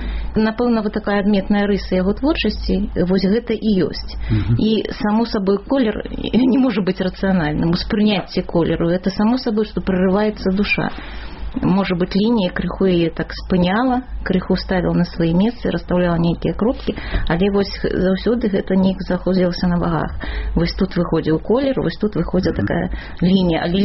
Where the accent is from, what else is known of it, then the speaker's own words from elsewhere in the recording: Vitebsk Region, Belarus; І ў мяне тая ж была сітуацыя, я з Віцебщыны, у Ахрымчыка вучылася